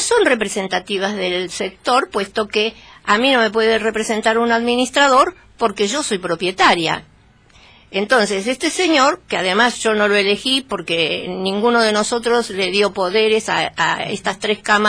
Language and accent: Spanish; Argentina; Todos somos argentinos. Todos tenemos derecho a una parte de este país.